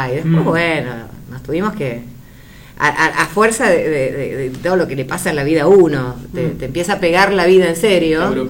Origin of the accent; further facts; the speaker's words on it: Villa Elisa, Buenos Aires Province, Argentina; soy de Villa Elisa, media cuadra de Camino Centenario, vivimos siempre costado a esperar el 273.